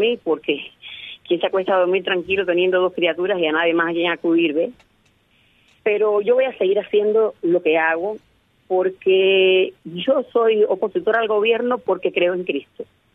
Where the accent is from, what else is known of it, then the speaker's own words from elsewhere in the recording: Cuba; yo confío en que en mi país las personas empiecen a sentir qué cosa es misericordia y empiecen a quererse un poco más cubanos con cubanos